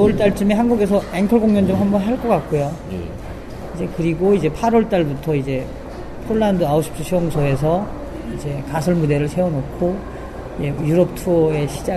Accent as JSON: {"language": "Korean", "country": "North Korea", "lives_now": "South Korea", "said": "저는 우리 탈북자들이 이제는 정말 대한민국의 리더가 돼야 한다고"}